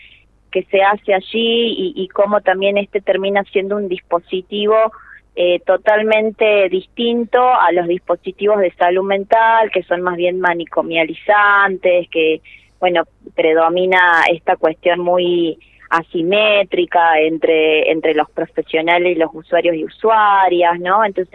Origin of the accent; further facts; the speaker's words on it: Chaco, Argentina; yo soy de Chaco y me vinculo al proyecto hace 3 años